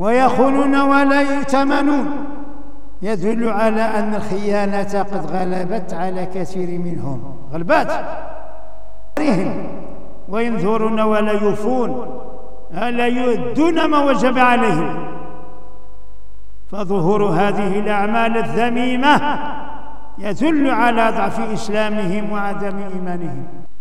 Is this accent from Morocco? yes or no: yes; Morocco; كاين عندنا في المغرب اللي تيغلو في أهل البيت